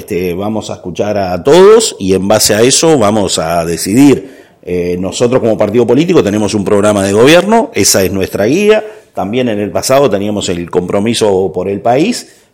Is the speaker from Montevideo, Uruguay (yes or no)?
no; Canelones, Uruguay; principalmente quienes somos de Canelones